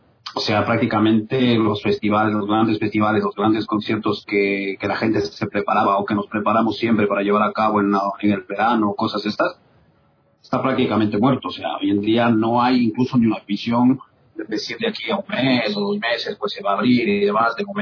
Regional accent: Cuenca, Azuay, Ecuador; está Clever, que somos cuencanos.

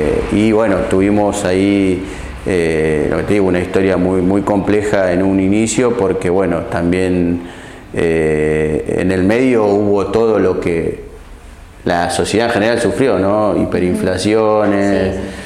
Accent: La Matanza, Buenos Aires Province, Argentina; also born or lived in Puerto Madryn; crecí en La Matanza, pero nací en Puerto Madryn.

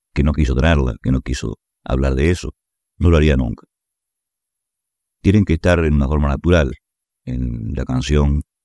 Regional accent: Uruguay; todavía puedo hacerlo en mi tierra. Y naturalmente fuera del Uruguay.

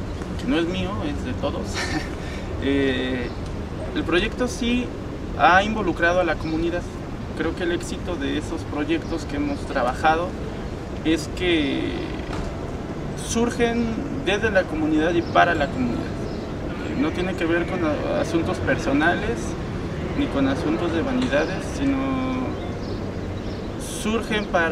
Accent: San Francisco Tecoxpan, Mexico City, Mexico; Soy de San Francisco Tecoxpan, delegación Milpalta.

